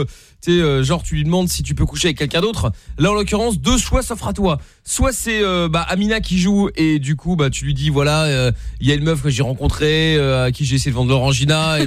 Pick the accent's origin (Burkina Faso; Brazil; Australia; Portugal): Portugal; Moi-même je suis portugais